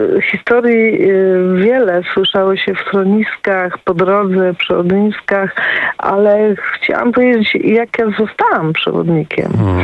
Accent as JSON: {"language": "Polish", "town": "Wrocław", "region": "Lower Silesian Voivodeship", "country": "Poland", "said": "jestem z Wrocławia"}